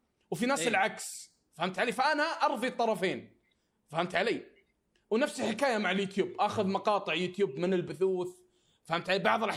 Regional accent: Saudi Arabia; عندنا في السعوديه ما عندك اللي هو البي او بوكس زي امريكا

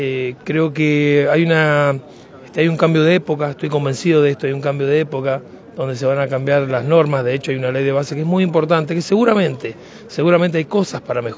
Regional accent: Argentina; nos tenemos que mirar como hermanos que somos todos los argentinos

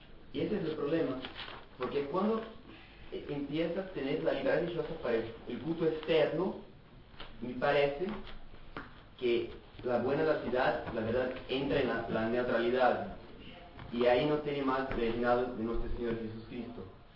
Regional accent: Brazil; Spanish is a second language; Pues dar despacio porque soy brasileño, entonces por el idioma.

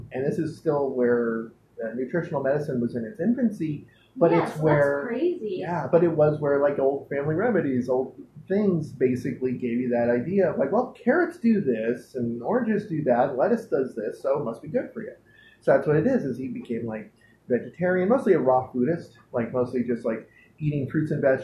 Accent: San Pedro, California, United States; Well, the thing is he grew up in my hometown, San Pedro, California.

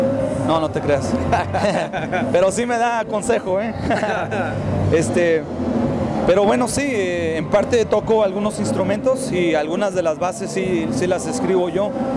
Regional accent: Los Angeles, California, United States; Bueno, venimos de California, de Los Ángeles, sí, de allá venimos.

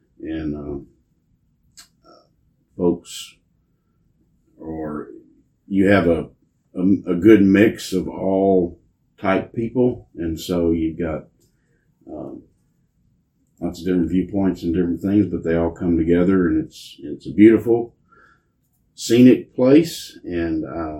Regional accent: Navasota, Texas, United States; also born or lived in Houston; My grandparents lived here, and I was born in Houston. My dad was working out of town at the time. He ended up coming back to Navasota when I was about three, so pretty much been here all my life.

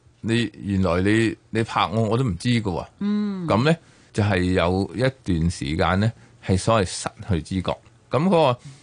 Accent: China; 咁我哋其實中國人咧，即係頭暈有啲時候咧，我哋以前見到都係我頭暈咧，頭暈其實係頭痛嚟嘅。

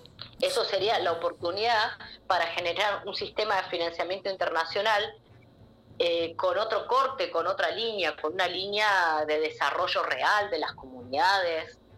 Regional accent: Argentina; porque como argentinos no sabemos

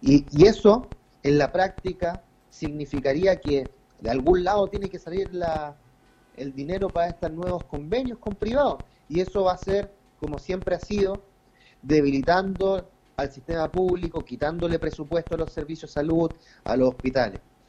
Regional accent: Chile; como sociedad chilena tenemos que ser capaces de levantar un proyecto político en salud

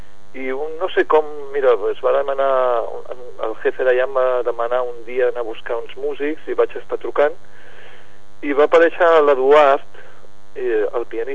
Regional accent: Barcelona, Catalonia, Spain; now in Peralada, Spain; jo, per exemple, sóc de Barcelona i visc a Peralada.

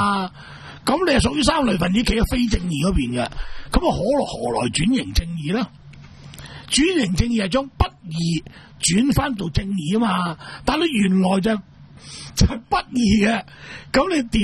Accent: Hong Kong; 我哋香港人

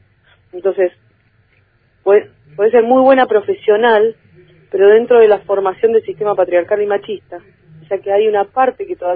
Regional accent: Bariloche, Río Negro, Argentina; Porque este es mi pueblo. Yo puedo hablar desde acá, podemos tener una mirada provincial

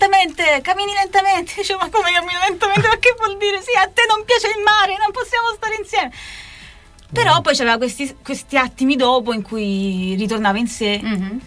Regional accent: Apulia, Italy; siamo andati nel suo paese originale, che non è nella mia regione, la Puglia, ma è fuori regione

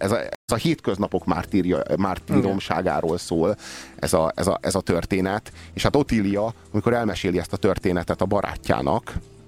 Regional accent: Romania; én ott nőttem fel, mármint Romániában, a Ceausescu érában.

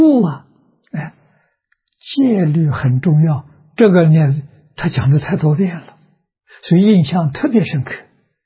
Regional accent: China; 我中国人有中国人生活习惯，有中国人文化。

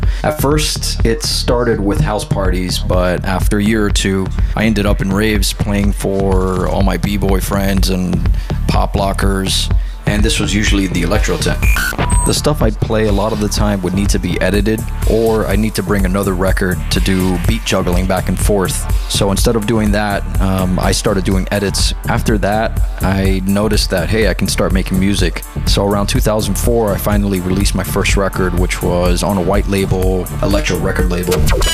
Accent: Miami, Florida, United States; I was born and bred in Miami.

